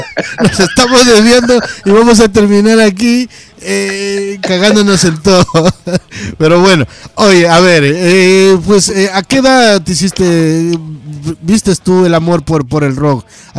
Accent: Ecuador; moved away; yo soy un inmigrante de Ecuador que estoy por acá más de 20 años

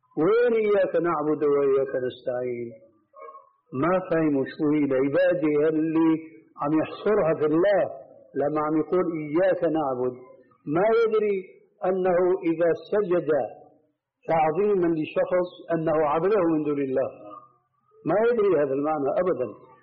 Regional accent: Syria; ونحن عندنا في الشام كانوا التلامذة المساكين مساكين يقولوا أنا حضرت الشيخ أنكشف شو في قلبي

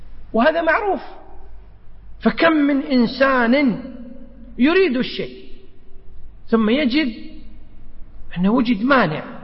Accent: Kuwait; عندنا في الكويت إذا أردنا السفر إلى مكة برا، كم طريق عندنا برا؟

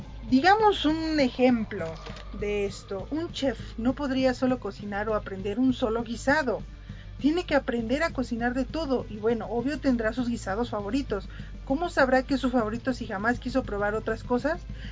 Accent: State of Mexico, Mexico; born there; nací en el Estado de México, en un lugar llamado Prados de Catepec.

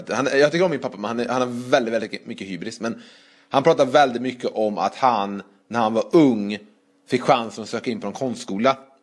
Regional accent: Trollhättan, Västra Götaland County, Sweden; Så går man runt i Trollhättan där jag kommer ifrån

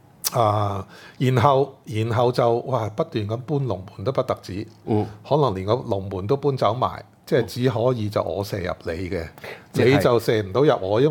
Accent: Hong Kong; 我諗我哋香港人其實要諗翻好基本嘅嘢先

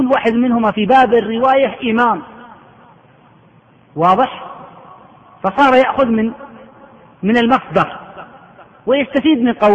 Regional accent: Saudi Arabia; العقوبة عندنا في السعودية 6 أشهر سجن وفصل من العمل

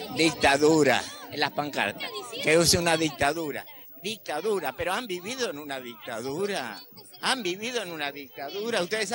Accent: Burzaco, Buenos Aires Province, Argentina; no hay nadie de mi barrio, porque yo soy de Bursaco

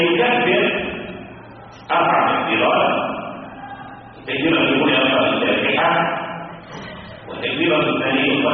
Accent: Egypt; طب المشهور عندنا في مصر أنه لا يرفعون إلا في التكبيرة الأولى

